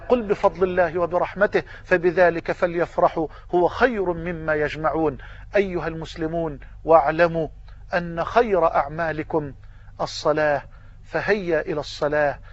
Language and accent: Arabic; Egypt; وان تجعل بلدنا مصر واحة للامن والامان